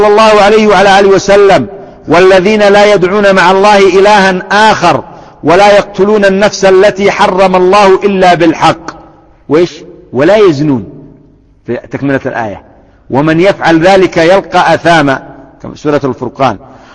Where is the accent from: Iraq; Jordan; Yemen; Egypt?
Yemen; الآن النساء يشجعنه عندنا في اليمن